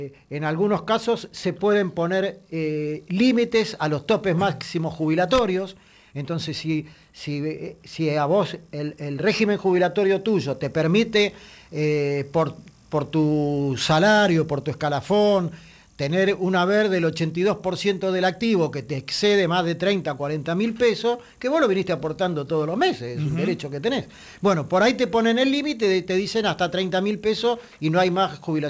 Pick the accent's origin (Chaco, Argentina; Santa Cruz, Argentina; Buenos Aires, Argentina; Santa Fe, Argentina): Buenos Aires, Argentina; para los que somos de la Ciudad de Buenos Aires